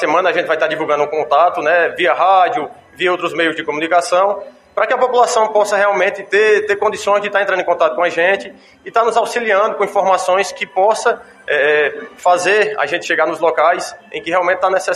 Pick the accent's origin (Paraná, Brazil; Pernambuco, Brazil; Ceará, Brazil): Ceará, Brazil; já sou da região do Cariri, próximo, e agora estarei vindo morar em definitiva aqui na cidade de Campos Sales